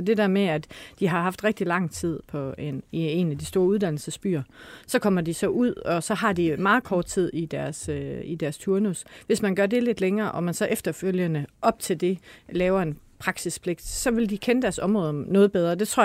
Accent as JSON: {"language": "Danish", "town": "Struer", "region": "Central Denmark Region", "country": "Denmark", "tie": "born or raised there", "said": "Jeg er selv opvokset ligesom Malene i udkantsområdet. Jeg er opvokset i Struer i Vestjylland."}